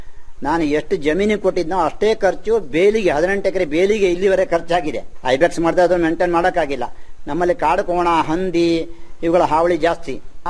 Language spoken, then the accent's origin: Kannada; Yellapur, Karnataka, India; now in Sagar, India; ನಾನು ಮೂಲತಃ ಯಲ್ಲಾಪುರದಿಂದ ಬಂದು ಈಗ ಸಾಗರ ಶಿವಮೊಗ್ಗ ಜಿಲ್ಲೆಯ ನಿವಾಸಿಯಾಗಿ ಇದ್ದೀನಿ.